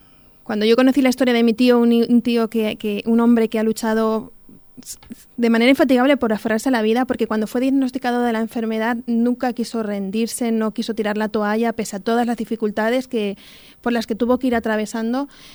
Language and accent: Spanish; Talaveruela de la Vera, Extremadura, Spain; also born or lived in Madrid; now in Talavera de la Reina, Spain; nací en Madrid, me crié en la comarca de La Vera, en Talaverona de La Vera, y ahora vivo en Talavera y en Alberche también.